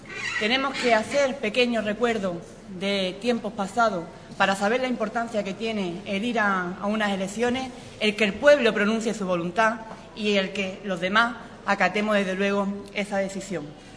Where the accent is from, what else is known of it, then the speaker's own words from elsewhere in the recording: Ubrique, Andalusia, Spain; me siento tremendamente orgullosa de poder representar a mi pueblo como alcaldesa de Ubrique